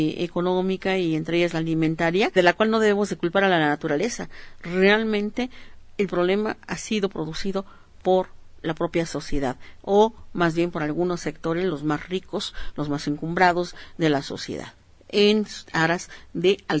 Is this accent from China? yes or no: no; Mexico; nosotros como los mexicanos